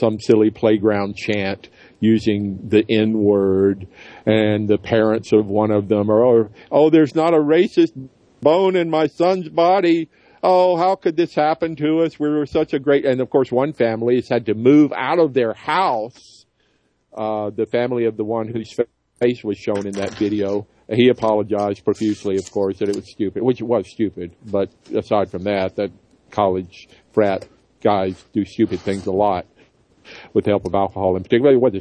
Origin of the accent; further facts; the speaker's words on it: the South, United States; That's the way it was, you know, growing up in the South.